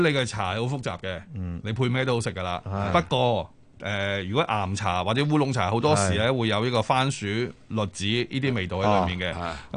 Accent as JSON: {"language": "Cantonese", "country": "China", "said": "我哋中國人對於茶嘅了解、茶嘅認識"}